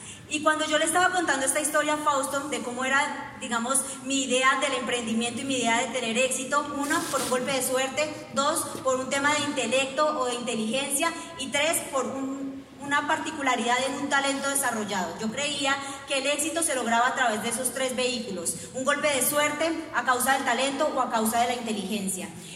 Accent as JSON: {"language": "Spanish", "town": "Moniquirá", "region": "Boyacá", "country": "Colombia", "tie": "born or raised there", "said": "Fausto y yo nacimos en Moniquirá, Boyacá. Estamos a 5 horitas nada más de allá. Crecimos en rodeados de pollitos, gallinas, caballos, marranitos, somos hijos de personas campesinas, personas muy trabajadoras, y pues de ahí venimos Fausto y yo"}